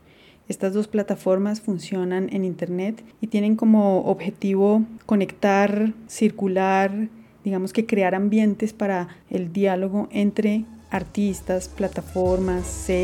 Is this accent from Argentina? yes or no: no; Colombia; soy compositora, artista sonora e interdisciplinar, soy colombiana, vivo en Bogotá.